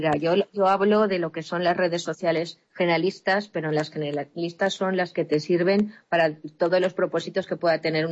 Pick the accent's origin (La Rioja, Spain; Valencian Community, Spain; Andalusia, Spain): Valencian Community, Spain; Valencia; soy de Valencia